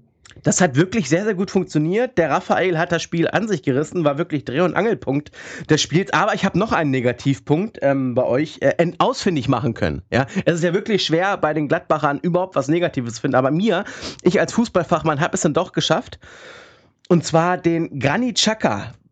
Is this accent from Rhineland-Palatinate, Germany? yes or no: no; Hanover, Lower Saxony, Germany; born there; Also ich als geborener Hannoveraner muss sagen, Hamburg ist dann doch noch schöner.